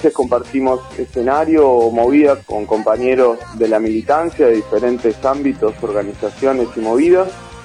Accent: Buenos Aires, Argentina; nosotros somos de Capital Federal

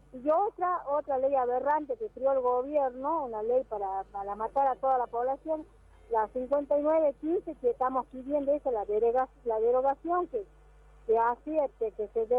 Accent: Jujuy, Argentina; soy de la Laguna de Pozuelo, de la comunidad de Rodeo.

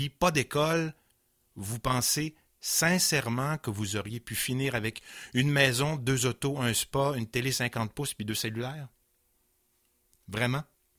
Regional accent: Quebec City, Quebec, Canada; J'ai grandi à Val-Bélair, puis à Sainte-Thérèse-de-Lisieux, donc paroisse à Beauport. Et à l'époque, ça ne faisait pas de moi un gars de Québec, mais avec les fusions, finalement, on comprend que j'ai finalement réellement passé presque toute ma vie sur 44 ans à Québec.

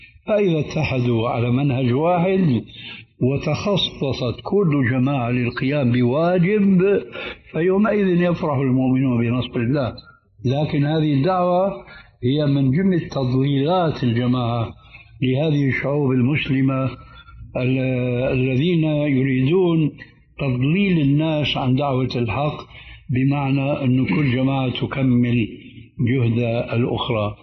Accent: Syria; فقد وجد شيخ عندنا في سوريا

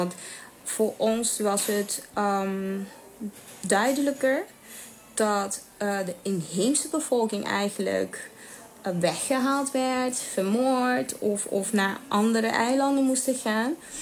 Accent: Aruba; also born or lived in Netherlands; Want toen ik in Nederland woonde, was het altijd wel de vraag. Want als men me vroeg waar ik vandaan kwam en ik zei Aruba

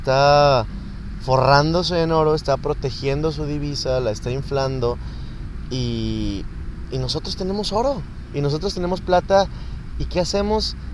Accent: Nuevo León, Mexico; nuestra genética viene de esta tierra, por lo cual somos mexicanos. Somos Nuevo Leoneses

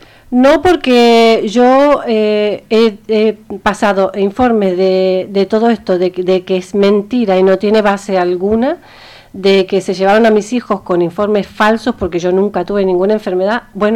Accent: Argentina; porque soy argentina, porque soy de otro país.

